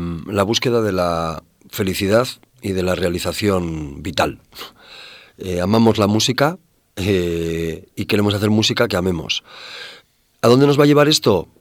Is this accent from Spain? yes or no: yes; Bilbao, Basque Country, Spain; also born or lived in Madrid; vengo de Bilbao, pero vamos, yo he vivido en Madrid 12 años y es mi segunda ciudad, ¿eh? O sea que me siento muy en casa.